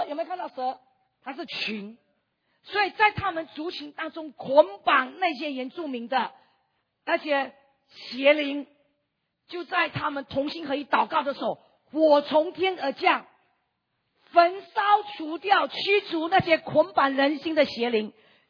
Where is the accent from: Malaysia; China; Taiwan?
Malaysia; East Malaysia; 我是马来西亚人，我是东马人